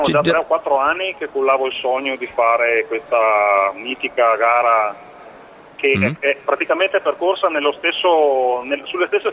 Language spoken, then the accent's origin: Italian; Mason Vicentino, Veneto, Italy; Mason Vicentino, è un piccolo paesino sulle colline in provincia di Vicenza.